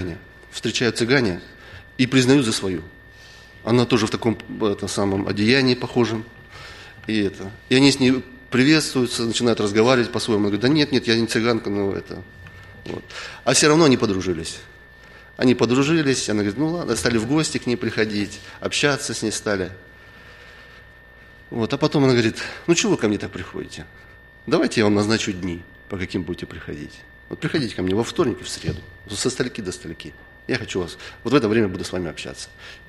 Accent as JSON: {"language": "Russian", "town": "Blagoveshchensk", "region": "Amur Oblast", "country": "Russia", "said": "Там с церкви, откуда я приехал, с Дальнего Востока, в Благовещенске, там никогда не было глухонемых."}